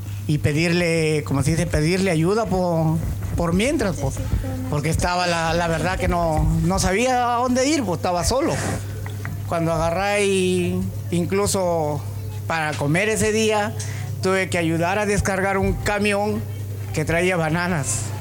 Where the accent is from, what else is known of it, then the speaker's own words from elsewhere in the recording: Trujillo, La Libertad, Peru; ¿tú eres peruano? Sí, le dije. ¿Y de qué parte eres? Soy trujillano, le digo.